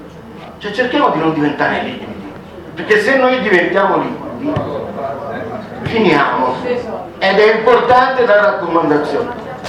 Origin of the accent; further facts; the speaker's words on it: Novi Ligure, Piedmont, Italy; se io abito a parlo di Novi Ligure perché vengo da Novi Ligure, c'è l'industria del cioccolato molto fiorente